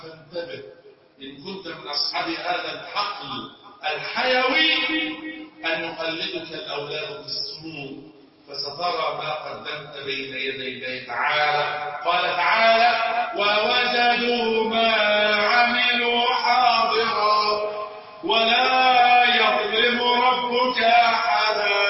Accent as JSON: {"language": "Arabic", "country": "Egypt", "said": "اللهم احفظ بلدنا مصر وسائر بلاد"}